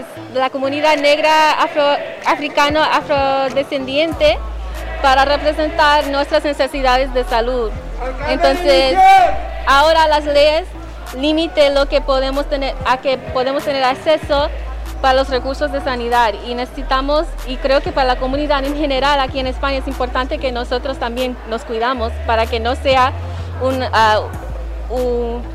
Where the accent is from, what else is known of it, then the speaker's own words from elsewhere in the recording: United States; yo vengo de los Estados Unidos, entonces yo veo qué tan difícil puede ser cuando no tienes seguro público